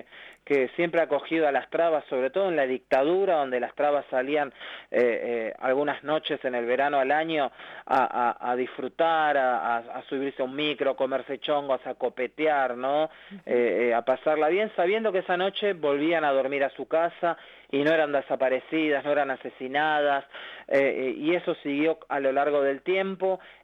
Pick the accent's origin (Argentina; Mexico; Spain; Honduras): Argentina; La Matanza, Buenos Aires Province; Acá yo soy de La Matanza